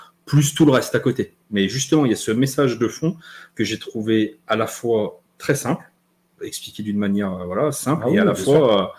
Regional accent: Saint-Étienne, Auvergne-Rhône-Alpes, France; parce que je suis Stéphanois

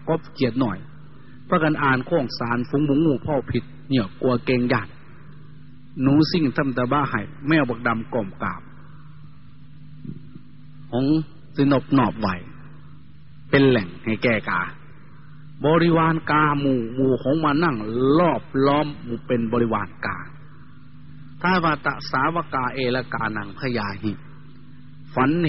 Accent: Isan, Thailand; โดยเฉพาะพี่น้องชาวอีสานเราทุกข์ยากลำบากกว่าชาติอื่นทุกอย่างลำบากกว่าแหล่งอื่น

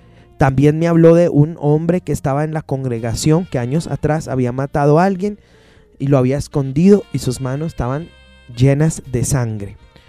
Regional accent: Colombia; como colombianos tenemos varias raíces muy fuertes.

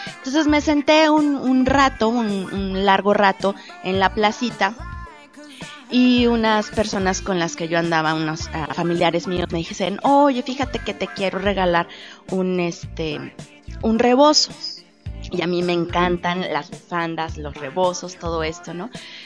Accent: Guanajuato, Mexico; primero que nada, primero soy guanajuatense, soy mujer, soy persona, ¿no?

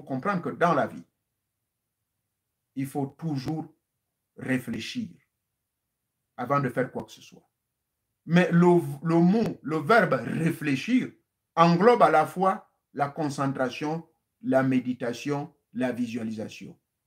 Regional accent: Gabon; now in United States; Chez nous en Afrique, au Gabon, il y en a. Au Congo, il y en a. Ici aux États-Unis, il y en a.

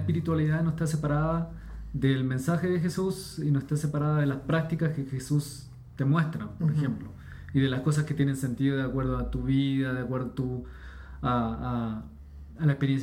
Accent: Chile; Soy chileno, déjame hablar sin eso.

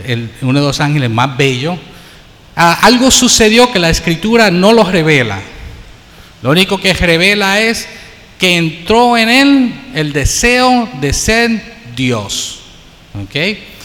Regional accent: United States; now in Puerto Rico; Yo tengo un acento, soy criado en los Estados Unidos, aunque llevo en Puerto Rico más de 35 años tal vez, de 1974, todavía no puedo zafar de ese acento.

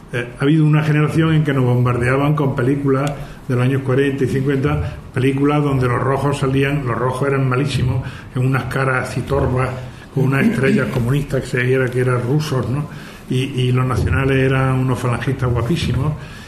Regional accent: Arjona, Andalusia, Spain; yo soy andaluz como ustedes, ¿no? Bueno, por cierto, de Arjona, no de Andújar. Entonces, bueno, pues, y de familia de campo

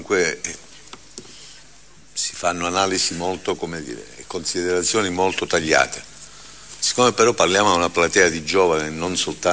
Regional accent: Calabria, Italy; Io sono calabrese, come si sente dall'accento

